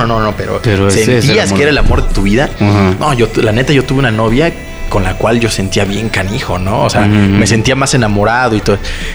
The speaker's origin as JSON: {"language": "Spanish", "region": "Oaxaca", "country": "Mexico", "tie": "born or raised there", "also_born_or_lived": "Guerrero", "lives_now": "Guadalajara, Mexico", "said": "Nací en Guerrero, después me fui a vivir a Oaxaca y me desarrollé la mayor parte de mi vida, y últimamente estoy en el estado de Jalisco, en la ciudad de Guadalajara."}